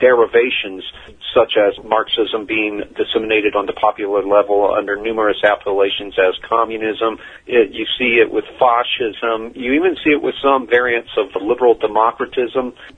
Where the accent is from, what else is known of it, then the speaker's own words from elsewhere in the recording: Colorado, United States; really began when I was a kid growing up in Colorado. There was a big anti-authoritarian vibe there at the time